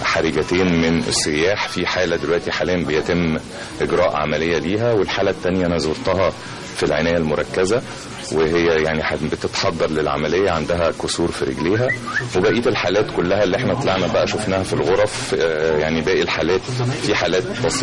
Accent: Egypt; ولكن احنا كمان لازم نكون يعني كمصريين كلنا على الوعي

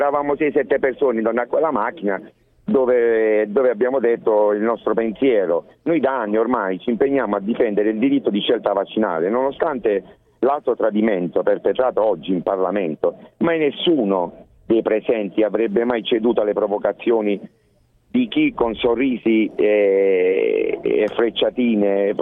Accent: Foggia, Apulia, Italy; chiamo, sono di Foggia

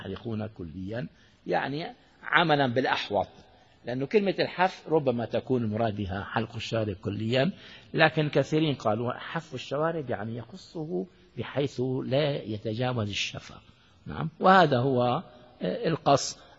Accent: Syria; يعني وزير من الوزراء عندنا في سوريا

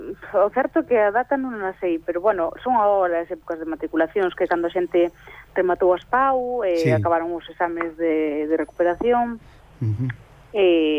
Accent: Ribadeo, Galicia, Spain; como xa dixeste, de son de Ribadeo.

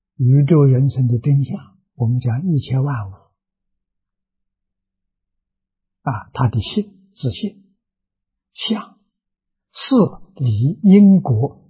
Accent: China; 像我们中国人讲自信本善

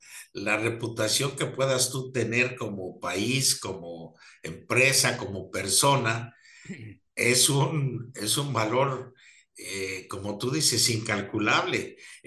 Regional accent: Mexico; La reputación que tiene nuestro país o nosotros como mexicanos es maravillosa a nivel mundial.

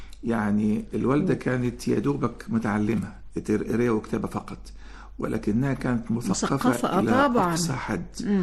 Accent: Egypt; طرق التدريب أو التعليم عندنا في مصر ما بتكشفش المواهب

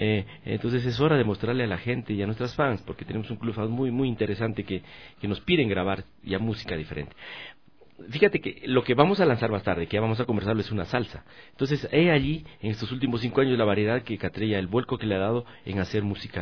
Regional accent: Loja, Ecuador; de sacar al músico lojano que se encuentra, como decimos, en el hueco. Mi tierra es muy alejada, tú sabes, de traerlos para acá.

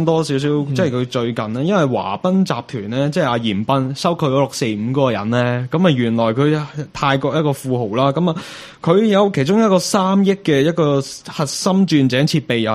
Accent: China; 我哋中国人有句说话就叫做舌头赚尾啊嘛

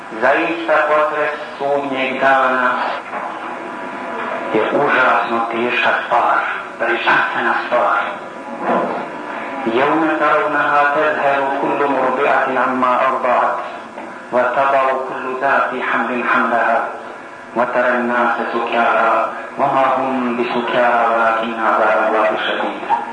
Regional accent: Bosnia & Herzegovina; Ja kao musliman sam najveći. I nema veći. I još iz Bosne sam.

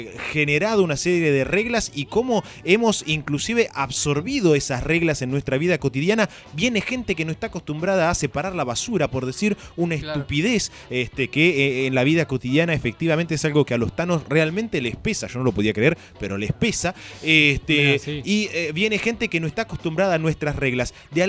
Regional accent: Argentina; ese proceso que nosotros, como latinoamericanos y como argentinos en particular, hemos vivido

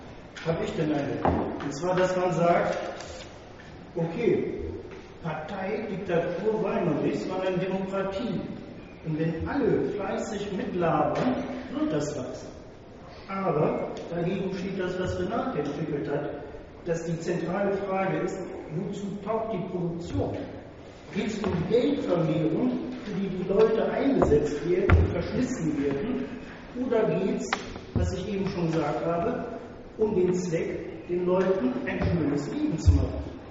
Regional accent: Rhineland, Germany; das muss ich mal als Rheinländer sagen

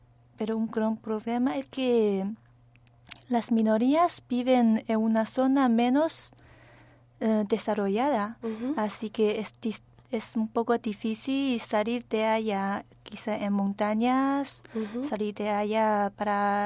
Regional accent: China; Spanish is a second language; soy de China.

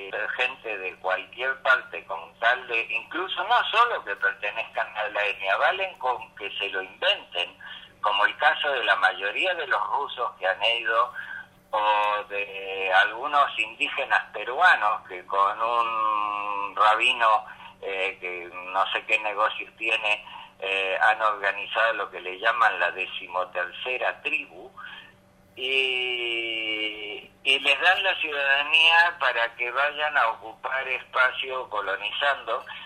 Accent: Argentina; born there; yo que nací en la Argentina, tengo derecho a la ciudadanía israelí

